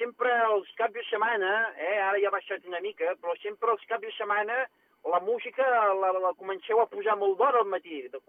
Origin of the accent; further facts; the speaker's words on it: Barcelona, Catalonia, Spain; jo soc un clàssic de Gràcia, ja fa més de 24 anys que visc aquí, al barri